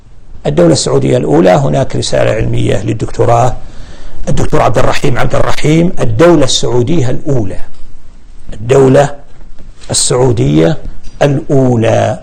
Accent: Al-Qassim, Saudi Arabia; عندنا في القصيم ما عندنا سادات ولا عندنا مقابر ولا عندنا قباب على القبور أبدا

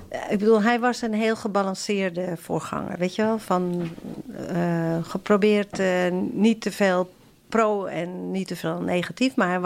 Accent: Amsterdam, North Holland, Netherlands; ik ben in Amsterdam geboren en getogen. Mijn moeder was Nederlands hervormd en we gingen af en toe met haar mee naar de kerk.

